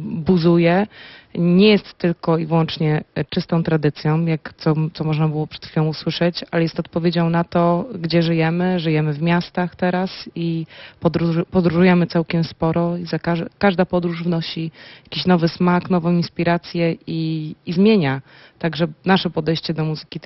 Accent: Poznań, Greater Poland Voivodeship, Poland; Ja jestem poznanianką

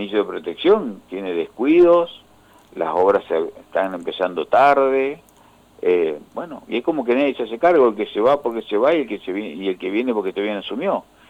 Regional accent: Argentina; estoy muy preocupado como argentino, como militante

